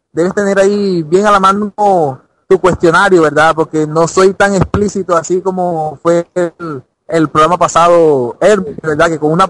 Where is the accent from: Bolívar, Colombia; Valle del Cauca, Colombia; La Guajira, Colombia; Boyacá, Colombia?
Bolívar, Colombia; Cartagena; Soy nacido y malcriado en Cartagena, Colombia, allí un hermoso punto de la Latinoamérica